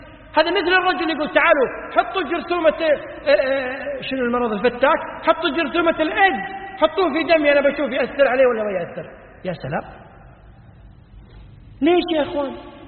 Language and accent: Arabic; Kuwait; عندنا في الكويت مستشفى اسمه مستشفى الأمراض السارية